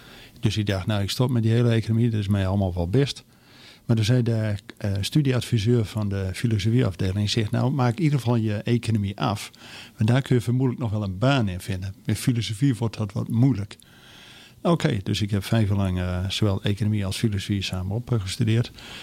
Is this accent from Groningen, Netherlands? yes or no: yes; Usquert, Groningen, Netherlands; born there; now in Zwolle, Netherlands; Nee, ik ben in Noord-Groningen geboren. Klein dorpje, Uskut, betekent onze terp.